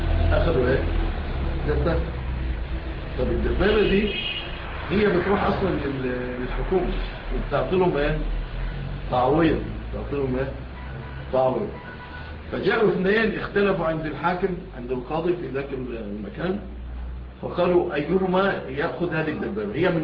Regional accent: Egypt; فالان في مثل بلادنا مصر

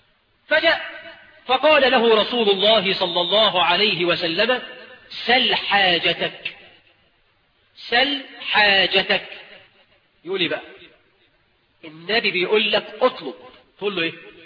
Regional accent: Egypt; وإحنا كمصريين نطلق الجزء ونريد به الكل.

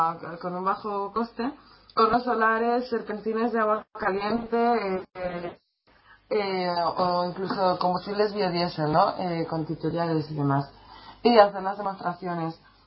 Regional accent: United States; yo ya estoy, soy de USA

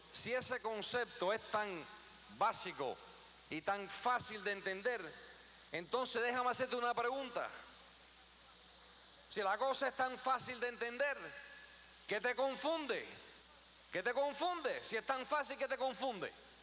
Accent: New York, United States; also born or lived in Queens; Yo me nací en Queens, New York, que me crié en el Bronx.

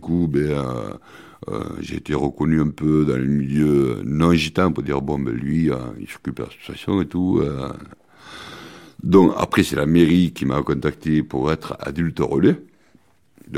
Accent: Carcassonne, Occitanie, France; Moi, mes parents sont de Carcassonne depuis trois générations, quoi. On est des Carcassonnais.

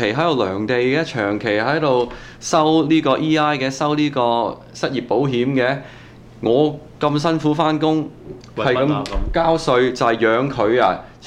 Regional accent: Canada; 我想我作為一個加拿大人，我愛我國家

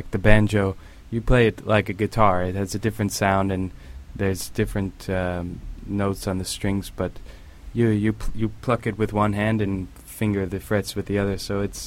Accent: Portland, Oregon, United States; I am a musician from Portland, Oregon, and I now tour playing music.

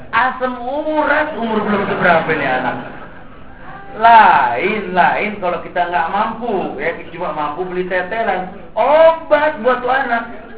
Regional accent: Jakarta, Indonesia; Ya Allah, kita orang Jakarta yang gak mungkin gak makan begitu.

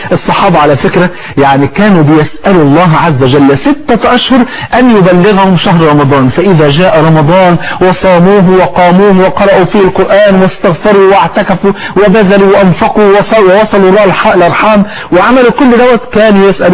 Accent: Egypt; وانت عارف عندنا في مصر الفول في 40 يعني

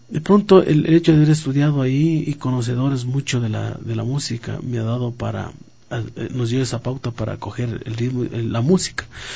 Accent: Ecuador; es un compromiso de nosotros como ecuatorianos, valorar lo que tenemos

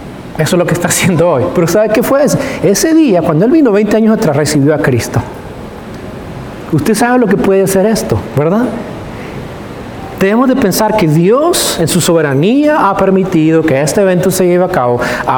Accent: California, United States; now in Tyler, United States; Los que somos de California sabemos, en California no existe esa cultura.

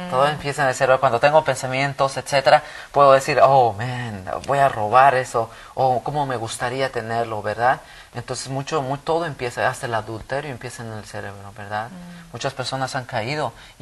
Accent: Bolivia; now in United States; Yo crecí en Bolivia y las leyes son diferentes allá, ¿verdad?

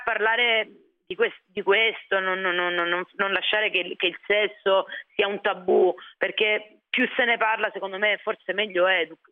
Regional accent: Apulia, Italy; Io sono del Sud Italia, vengo da lì, vengo da un paesino in provincia di Lecce

